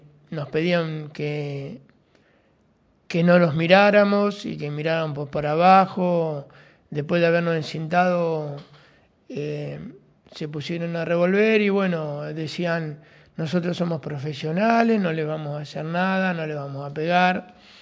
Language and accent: Spanish; Cañuelas, Buenos Aires Province, Argentina; yo soy una persona de trabajo, de Cañuela, que nací acá en Cañuela, tengo 56 años